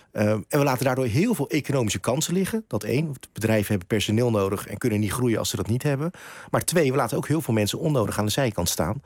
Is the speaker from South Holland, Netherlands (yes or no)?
yes; Rotterdam, South Holland, Netherlands; Ik ben gewoon geboren en getogen in Krooswijk.